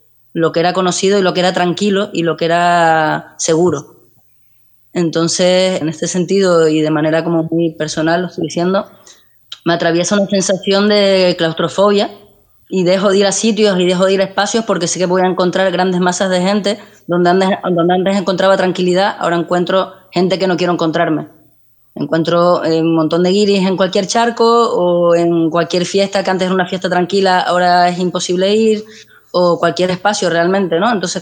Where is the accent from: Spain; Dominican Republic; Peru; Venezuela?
Spain; Tenerife, Canary Islands; Que aunque me quiera ir a un territorio cercano, que también es mi tierra porque mi familia también es allá, es como, ¿por qué me tengo que ir yo de Tenerife por esta situación, ¿no?